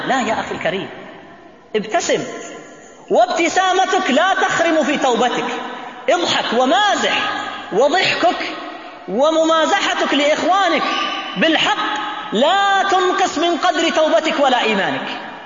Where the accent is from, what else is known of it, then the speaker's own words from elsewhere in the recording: Riyadh, Riyadh Province, Saudi Arabia; مطار الملك خالد عندنا في الرياض